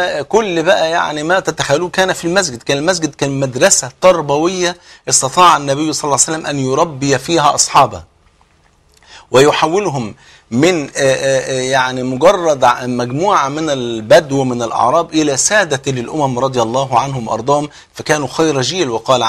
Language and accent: Arabic; Egypt; بلغتنا كمصريين ربنا يسهل لك